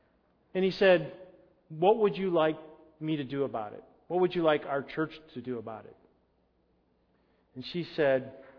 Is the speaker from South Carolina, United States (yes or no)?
no; Illinois, United States; An elephant gun? I grew up in Illinois.